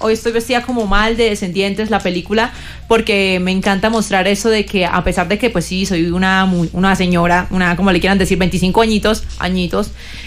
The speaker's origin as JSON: {"language": "Spanish", "town": "Cúcuta", "region": "Norte de Santander", "country": "Colombia", "said": "mi acento, muchos han dicho, ay, es que acento tan feo, no, me encanta mi tierra Cúcuta, mi carácter es fuerte"}